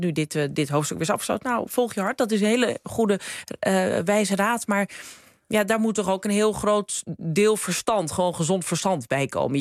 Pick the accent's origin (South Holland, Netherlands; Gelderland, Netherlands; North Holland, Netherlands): North Holland, Netherlands; Krommenie; Geboren en getogen in de Zaanstreek, in Krommenie. In gewoon rijtjeshuis. Mijn moeder komt uit Wormer, waar wij dan nu wonen.